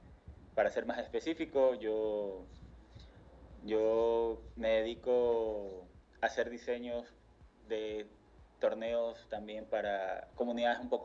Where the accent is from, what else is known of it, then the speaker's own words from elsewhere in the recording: Guayaquil, Guayas, Ecuador; De la zona donde yo soy, que es de Guayaquil, guayaquileño que no come encebollado no es guayaquileño